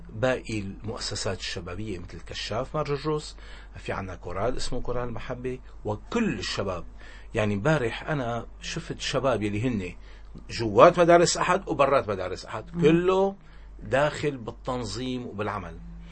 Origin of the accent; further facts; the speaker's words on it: Syria; أنا سوري وابن هالبلد وأفتخر بأني سوري